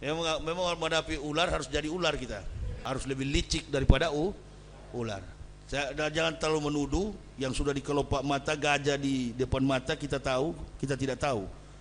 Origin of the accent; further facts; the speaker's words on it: Manado, North Sulawesi, Indonesia; Kami orang Manado